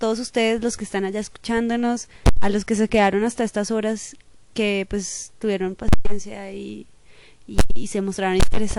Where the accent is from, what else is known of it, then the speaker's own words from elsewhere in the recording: Duitama, Boyacá, Colombia; yo soy compatriota de Juan Smith, de allá de Duitama.